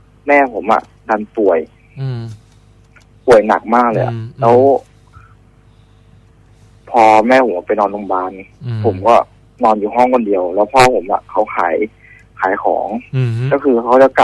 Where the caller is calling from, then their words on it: Bangkok, Thailand; อยู่แถวจรัญครับ